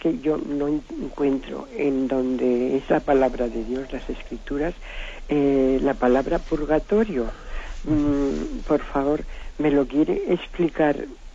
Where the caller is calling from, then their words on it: Zaragoza, Aragon, Spain; soy de Zaragoza.